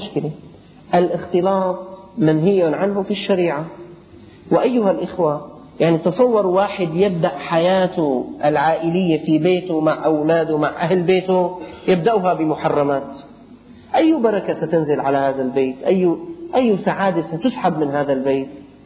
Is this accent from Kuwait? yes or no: no; Syria; العرابات هلأ هي الأمور بدأت بسيطة عندنا في الشام